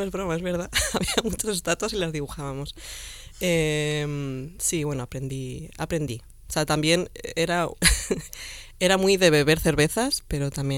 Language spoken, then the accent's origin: Spanish; Alcázar de San Juan, Castilla-La Mancha, Spain; No, soy de Alcázar de San Juan, manchega, sí.